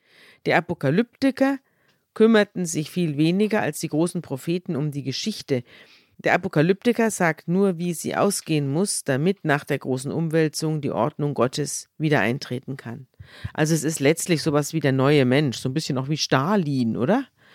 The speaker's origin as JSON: {"language": "German", "region": "Bavaria", "country": "Germany", "said": "wir sind ja beide aus Bayern"}